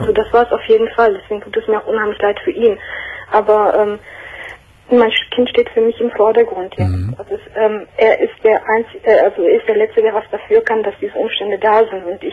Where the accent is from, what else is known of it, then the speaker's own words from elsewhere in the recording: Turkey; now in Germany; bin ich Türkin